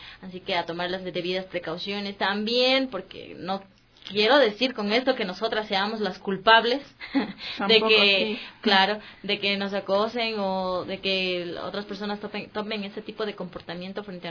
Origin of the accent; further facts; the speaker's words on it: Quito, Pichincha, Ecuador; me alegra mucho como quiteña